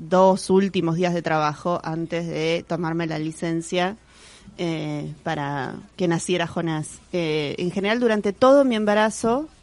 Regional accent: San Isidro, Buenos Aires Province, Argentina; si bien nací en Parque Patricios, me crié casi toda mi vida en San Isidro, lugar que odié toda mi vida.

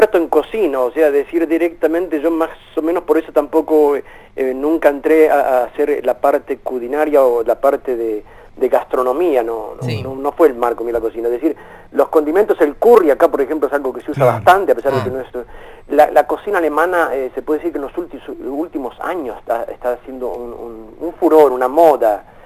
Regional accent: Argentina; yo, por ejemplo, no me embandero como argentino, sino me embandero más como latino.

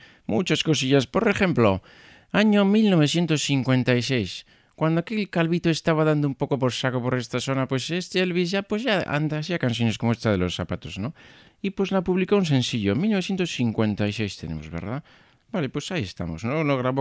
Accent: Bermeo, Basque Country, Spain; si a mí no me mentes mi pueblo

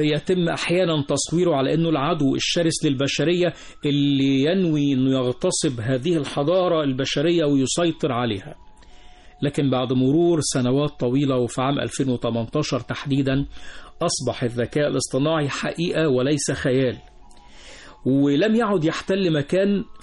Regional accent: Egypt; موجود في كل مكان في هذا العالم بما فيه بلدنا مصر

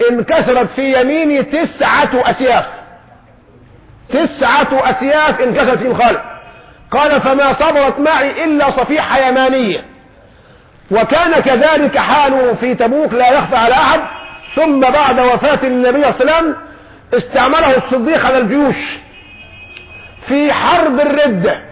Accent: Egypt; عندنا كمصريين بنطبخ في المية ودب

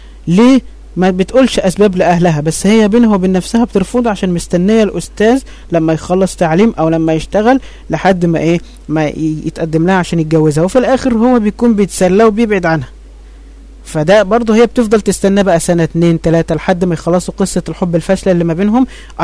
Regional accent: Egypt; يعني احنا عندنا في مصر حاجة اسمها الشبكة

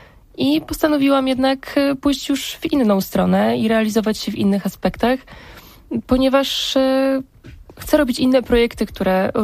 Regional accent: Kępie Zaleszańskie, Subcarpathian Voivodeship, Poland; also born or lived in Wałbrzych; Jestem dziewczyną z Wałbrzycha, ale wychowałam się na Podkarpaciu, w małej miejscowości o nazwie Kępie Zaleszańskie. Do szkoły chodziłam w Zaleszanach

